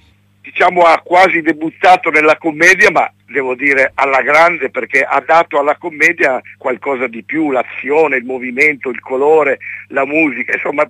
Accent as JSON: {"language": "Italian", "region": "Sicily", "country": "Italy", "said": "vorrei dedicare questo film alla mia terra, che è la Sicilia, che è sempre nei nostri cuori"}